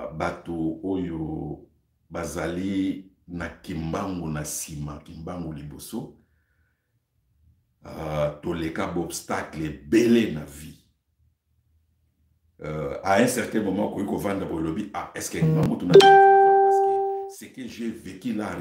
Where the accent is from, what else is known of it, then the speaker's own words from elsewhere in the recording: DR Congo; Je suis congolais.